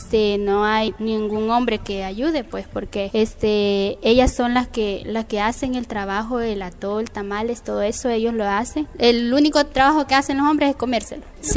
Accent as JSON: {"language": "Spanish", "town": "Guazapa", "region": "San Salvador", "country": "El Salvador", "tie": "born or raised there", "lives_now": "Apopa, El Salvador", "said": "Yo soy originaria de Huazapa. Actualmente vivo en Apopa porque me casé y me fui para ahí. Pero yo siempre voy a Huazapa, toda mi vida viví ahí."}